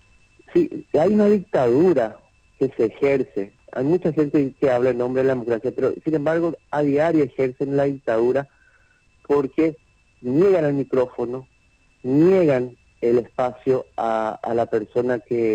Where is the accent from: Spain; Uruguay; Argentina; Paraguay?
Paraguay; el proyecto de país que queremos como paraguayos